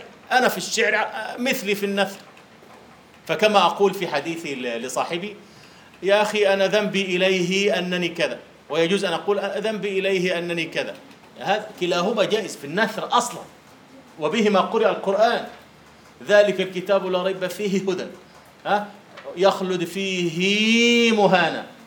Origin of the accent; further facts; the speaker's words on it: Egypt; يسمونه عندنا في مصر أهل الخطوة